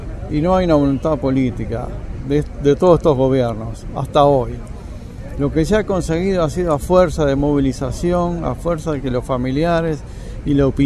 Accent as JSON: {"language": "Spanish", "country": "Uruguay", "lives_now": "Argentina", "said": "soy uruguayo, vivo aquí en la Argentina"}